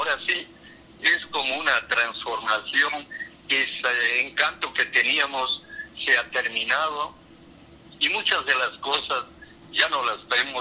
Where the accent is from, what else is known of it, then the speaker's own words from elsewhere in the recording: Macas, Morona Santiago, Ecuador; me hacía pensar en Macas, en este pueblo, y dije, no, yo regreso a mi tierra y voy a servir ahí, y voy a trabajar, y lo hice por 20 años como profesor del Colegio Don Bosco